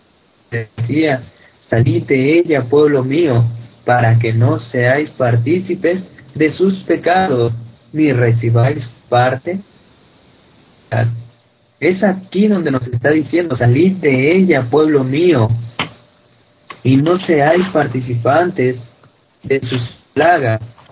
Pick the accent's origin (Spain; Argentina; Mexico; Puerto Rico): Mexico; Todo ese tipo de cosas ni siquiera nos pertenecían a nosotros como mexicanos.